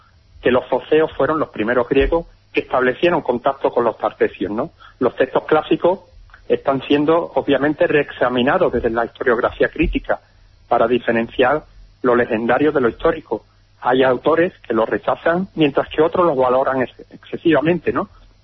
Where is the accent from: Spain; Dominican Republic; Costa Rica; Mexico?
Spain; Huelva, Andalusia; now in Orihuela Costa, Spain; Bueno, yo estoy actualmente en Orihuela Costa, en Alicante, pero sí, he vivido habitualmente en Huelva, soy de Huelva